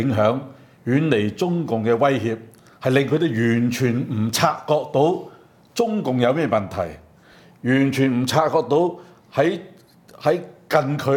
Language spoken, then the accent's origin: Cantonese; Hong Kong; 所以你會完全覺得我哋香港人嘅抗爭咧係多餘餘嘅